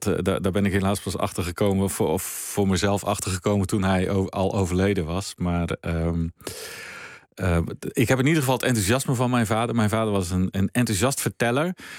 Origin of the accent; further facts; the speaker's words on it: Gelderland, Netherlands; Wij woonden in mijn jonge jaren op de Veluwe en dan kon je redelijk snel Duitsland in.